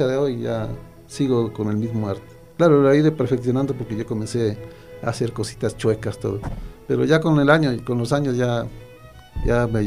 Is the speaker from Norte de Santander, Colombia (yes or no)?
yes; Norte de Santander, Colombia; moved away; No, yo soy del norte de Santander.